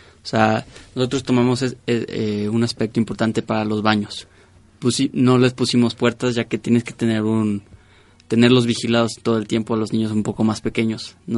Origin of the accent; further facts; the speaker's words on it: León, Guanajuato, Mexico; now in Mexico City, Mexico; De León, Guanajuato.